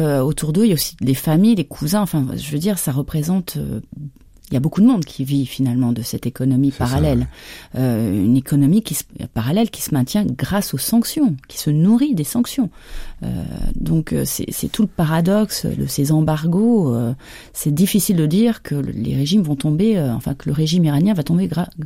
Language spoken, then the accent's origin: French; France; Mais moi, en tant que Française, aucun problème.